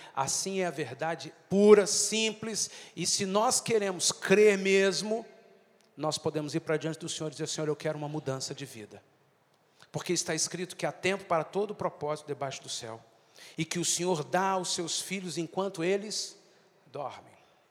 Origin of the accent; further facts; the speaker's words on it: Brazil; Nós, como brasileiros, nós temos uma cultura que foi semeada desde os primeiros colonizadores do Brasil